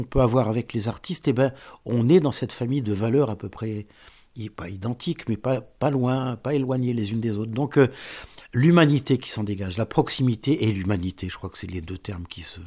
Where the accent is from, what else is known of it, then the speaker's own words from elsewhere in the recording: Casablanca, Casablanca-Settat, Morocco; Mais on n'est pas breton du tout. Hein. Moi, je viens de Casablanca, Maroc, ce n'est pas tout à fait la Bretagne.